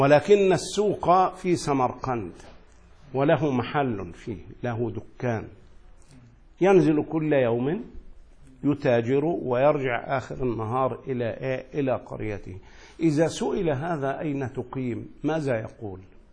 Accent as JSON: {"language": "Arabic", "town": "Asyut", "region": "Asyut Governorate", "country": "Egypt", "tie": "born or raised there", "said": "يعني أنا مثلا الآن سأرجع إلى مصر، نسأل الله السلام، عندما أدخل إلى مصر سأبقى فيها أقل من 15 يوما في بلدي أسيوط."}